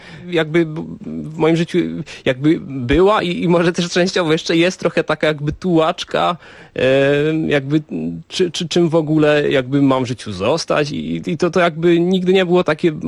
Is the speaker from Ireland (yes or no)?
no; Czechia; bo tutaj te korzenie jakby no jednak mam z większości polskie. Myślę, że mogę siebie zdefiniować jako Polaka z Czech.